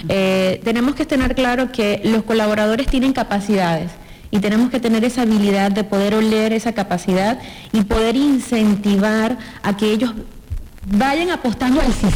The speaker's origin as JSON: {"language": "Spanish", "country": "Venezuela", "said": "Sí, soy venezolana, de ahí el acento."}